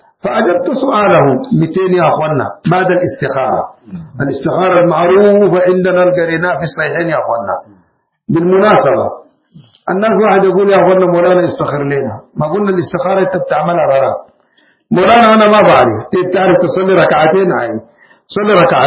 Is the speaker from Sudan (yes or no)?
yes; Sudan; من أحسن الحاجات عندنا في السودان مختصر المختصر